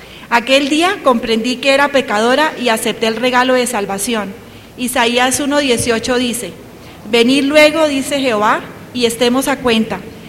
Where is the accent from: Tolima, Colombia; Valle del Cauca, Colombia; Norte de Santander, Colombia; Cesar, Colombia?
Norte de Santander, Colombia; Cúcuta; moved away as an adult; Nací en Cúcuta y viví allá los primeros 18 años de mi vida. Mi familia conocía y amaba al Señor. Mis abuelos paternos y mis padres eran misioneros